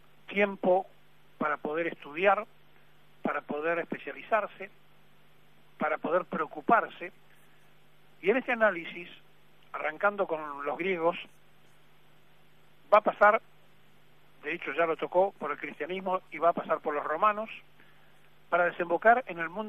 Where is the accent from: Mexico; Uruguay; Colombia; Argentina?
Argentina; Es muy difícil ser argentino, porque somos difíciles los argentinos.